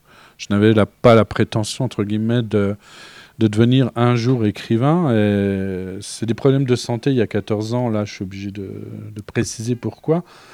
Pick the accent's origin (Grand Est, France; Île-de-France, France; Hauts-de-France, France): Grand Est, France; D'adoption, oui, puisque je suis lorrain depuis la nuit des temps.